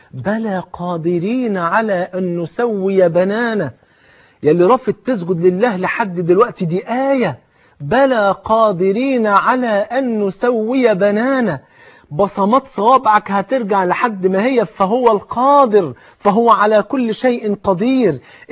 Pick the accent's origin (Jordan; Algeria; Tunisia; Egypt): Egypt